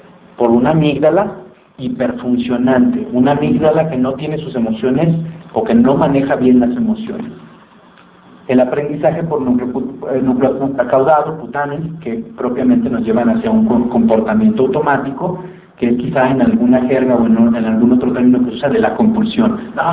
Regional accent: Guadalajara, Jalisco, Mexico; cuando voy a mi tierra, Guadalajara, aquí hay unas tortas ahogadas

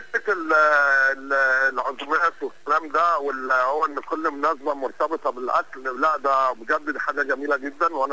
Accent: Egypt; كمصريين احنا لينا يعني زي ما بيقولوا لينا كتالوج لوحدينا كده غير اي دوله عربيه

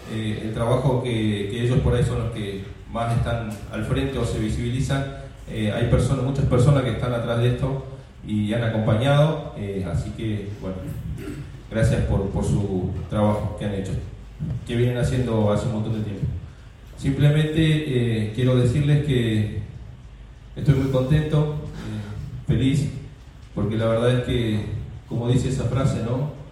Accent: Argentina; no podemos permitirnos, como ciudadanos argentinos, que estas historias oscuras se vuelvan a repetir

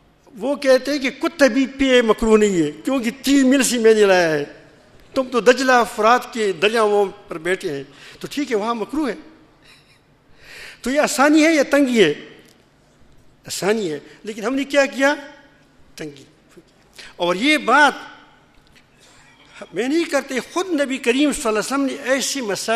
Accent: Pakistan; میں نے کہا کہ میں پاکستانی ہوں،

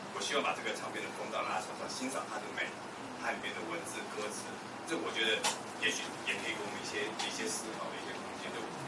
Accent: Taiwan; also born or lived in Hong Kong; 我是一个在台湾长大的香港人。

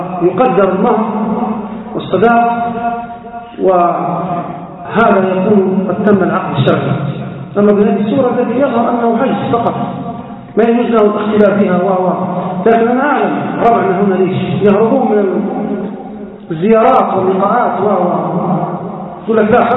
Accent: Libya; يصير الطلاق عندنا في ليبيا كل 3 دقائق

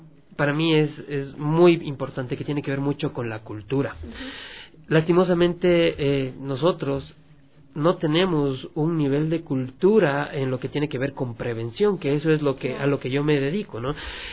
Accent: Ecuador; nosotros como Latinoamérica y específicamente como ecuatorianos no vemos más allá de lo evidente

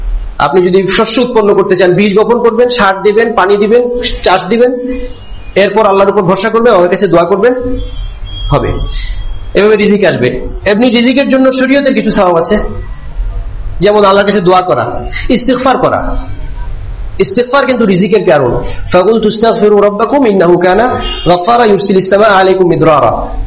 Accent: Sylhet, Sylhet Division, Bangladesh; এক মুরব্বী সিলেট বাড়ি, আমার বাড়ি সিলেট, তো আমাদের সিলেটি এক মুরব্বী ছিলেন

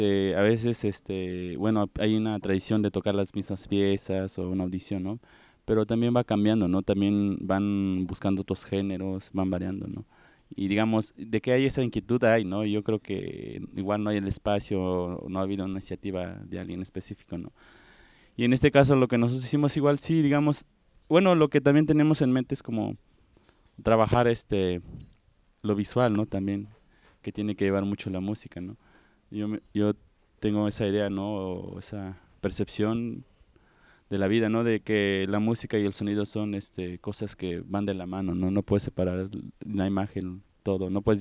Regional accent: Oaxaca, Mexico; como somos de la Sierra Mije, el nombre nunca se llega a mencionar así en castellano

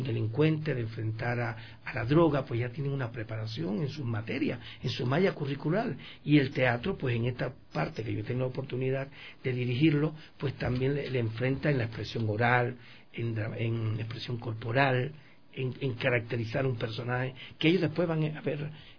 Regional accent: Cuba; Yo les digo, por ejemplo, en mi país, en Cuba, yo formar un actor, una obra de teatro

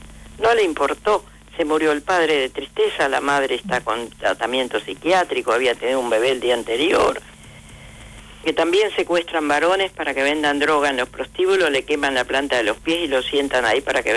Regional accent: Misiones, Argentina; Yo vengo de la selva de Misiones con apenas una primaria

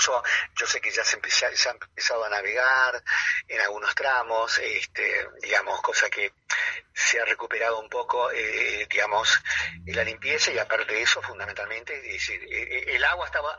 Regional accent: Buenos Aires, Argentina; born there; yo nací en La Boca, yo nací en el Argerich.

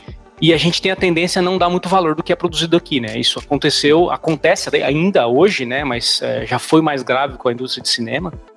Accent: Brazil; no meu caso, devo falar que talvez, infelizmente, eu sou brasileiro

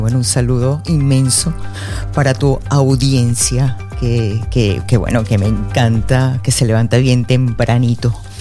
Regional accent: Venezuela; yo soy venezolana, sí, con ascendencia húngara y costarricense, que es muy propio en Venezuela, ¿no? La mezcla.

